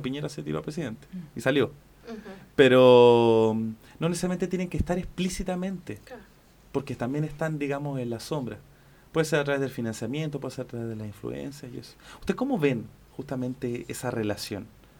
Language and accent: Spanish; Chile; Y a veces como pueblo chileno nos cuesta verlo.